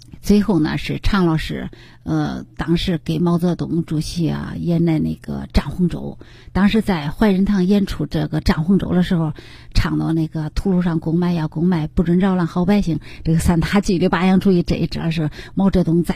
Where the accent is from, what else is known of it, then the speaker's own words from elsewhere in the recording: Henan, China; 展现我们河南人的形象，河南人的风采